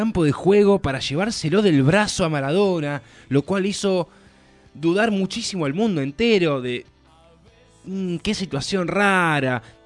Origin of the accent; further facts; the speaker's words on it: Argentina; para nosotros como argentinos